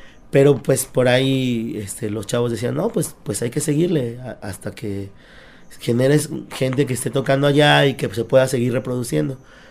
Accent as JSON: {"language": "Spanish", "town": "Yautepec", "region": "Morelos", "country": "Mexico", "said": "Yo soy de Yautepec"}